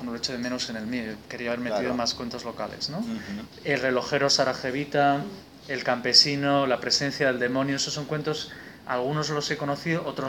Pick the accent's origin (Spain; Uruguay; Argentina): Spain; ¿qué está pasando en mi país, ¿no? Esta España que dices, la España hundida, ¿no?